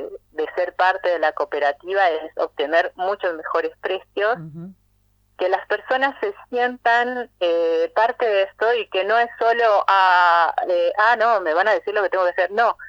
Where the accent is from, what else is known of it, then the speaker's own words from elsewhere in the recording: Mexico; now in Argentina; somos residentes argentinos, pero yo, por ejemplo, soy mexicana, ponemos esa impronta del sabor de donde venimos